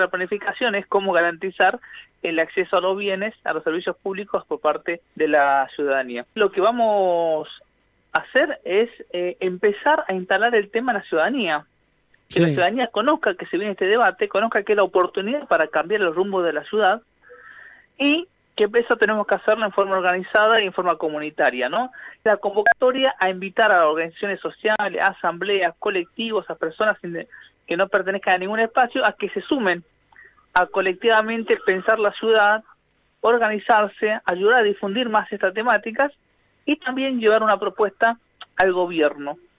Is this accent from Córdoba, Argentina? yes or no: no; Buenos Aires, Argentina; tenemos como cuestiones importantes que debatir como comunidad porteña